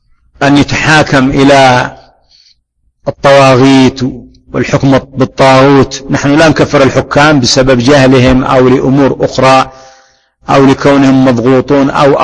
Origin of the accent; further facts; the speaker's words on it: Yemen; وهذا حاصل عندنا في اليمن، ونحن الحمد لله بلد وعندنا بلد إسلامي